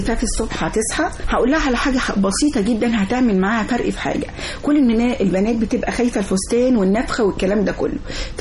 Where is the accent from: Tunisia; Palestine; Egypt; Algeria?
Egypt; فطبعا احنا مصريين بنحب الحاجات دي